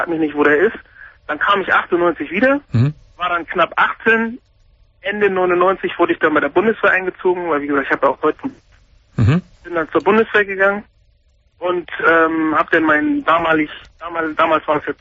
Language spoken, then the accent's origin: German; Germany; Ist ja auch meine Heimat. Ich bin ja hier groß geworden.